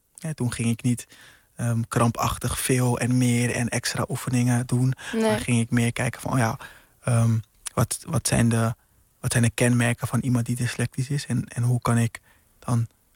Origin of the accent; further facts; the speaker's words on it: Curaçao; now in Rotterdam, Netherlands; Ja, op jonge leeftijd naar Curaçao verhuisd.